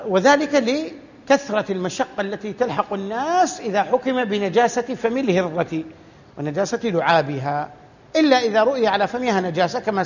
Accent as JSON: {"language": "Arabic", "country": "Saudi Arabia", "said": "عندنا في السعودية يأتون بالسمن الأصلي يطبخونه"}